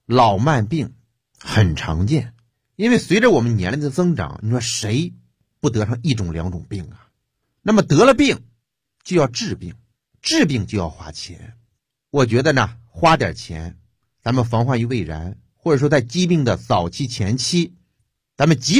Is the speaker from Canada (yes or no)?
no; China